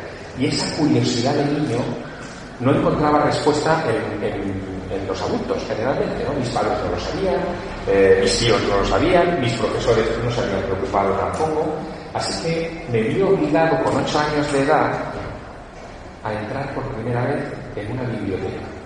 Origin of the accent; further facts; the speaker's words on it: Teruel, Aragon, Spain; Soy un chico de pueblo. De pueblo, es decir, de un lugar pequeño. Es verdad que nací en Teruel, que tiene 30.000 habitantes.